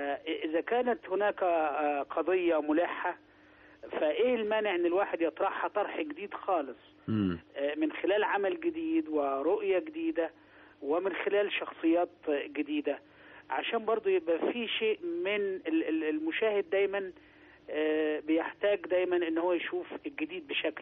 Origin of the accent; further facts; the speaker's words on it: Sharqia Governorate, Egypt; لا انا حضرتك انا في الاصل قروي.